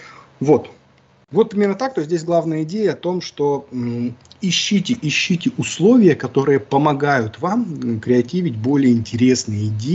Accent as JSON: {"language": "Russian", "region": "Siberia", "country": "Russia", "tie": "born or raised there", "lives_now": "Kaliningrad, Russia", "said": "я вырос в Сибири, там нет никаких мансард. Я когда приехал в Калининград, я первый раз здесь увидел мансарды"}